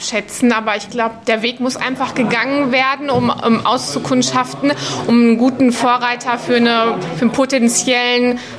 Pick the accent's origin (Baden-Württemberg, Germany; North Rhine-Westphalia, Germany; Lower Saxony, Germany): North Rhine-Westphalia, Germany; Hagen; Ich komme aus Hagen